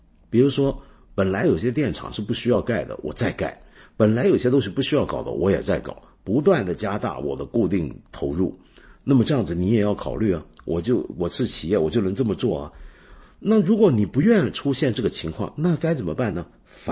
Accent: Hong Kong; 比如说像我住的我的老家香港就是这样子

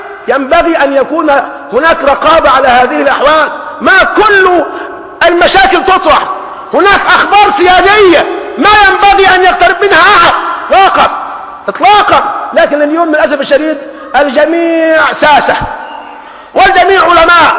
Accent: Egypt; إذن في استطاعتنا كمصريين أن نرجع مرة ثانية ونستخدم المال العام

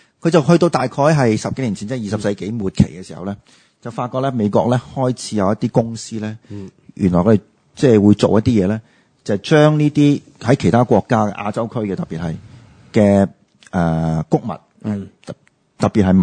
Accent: Guangdong, China; 但係我哋廣東人就。绝对冇问题。

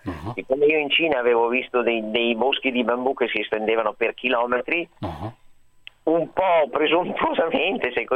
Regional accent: Milan, Lombardy, Italy; sono nata a Milano, sono cresciuta a Milano in un'altra città anche, ma insomma sono stata sempre molto molto cittadina

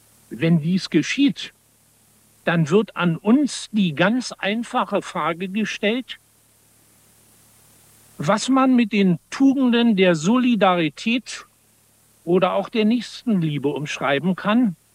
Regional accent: Berlin, Germany; meine Heimatstadt Berlin auch in seinem östlichen Teil gehört, in dem ich geboren und über Jahre aufgewachsen ist, bin. Ebenso die mir aus der Kindheit wohlvertrauten Dörfer der Mark Brandenburg

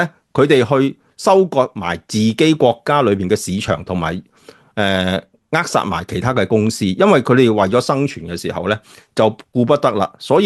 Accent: Hong Kong; 就因为我哋香港人当时系中产

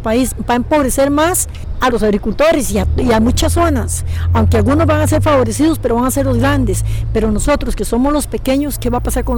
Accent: El Guarco, Cartago, Costa Rica; vengo del Huarco.

